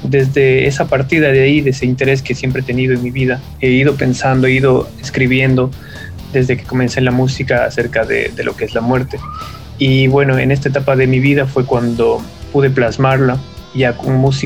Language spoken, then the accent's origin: Spanish; Mexico City, Mexico; Desde niño yo crecí en la Ciudad de México y ahí pues pude conocer la tradición y la cultura mexicana